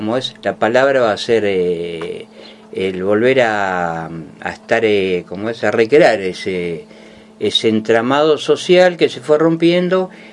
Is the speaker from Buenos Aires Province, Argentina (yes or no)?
no; Venado Tuerto, Santa Fe, Argentina; nací en Venado Tuerto, nací en 1963, como dijo … con Kennedy a la cabeza. Ajá. Y bueno, sí, nací, me crié en Venado